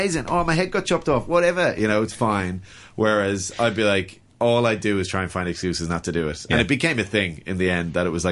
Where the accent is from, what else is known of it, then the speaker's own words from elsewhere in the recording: Ireland; the problem is, as an Irish comic, is we're all known as story comics.